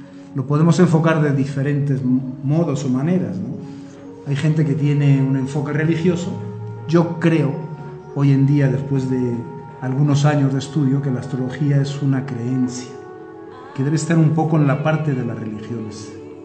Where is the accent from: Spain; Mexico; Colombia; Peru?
Spain; yo soy originario de España y gran parte del año me lo pasaba en Asturias, que es la zona del norte de España, y estaba cerca del mar.